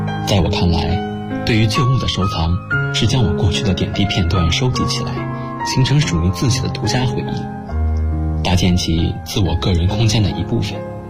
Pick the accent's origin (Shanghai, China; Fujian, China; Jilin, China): Shanghai, China; now in Nanjing, China; 来自上海，我在南京大学，距离我的家乡300公里